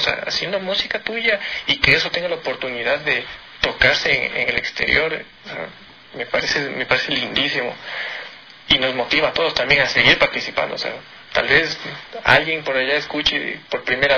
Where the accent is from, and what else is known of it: Ecuador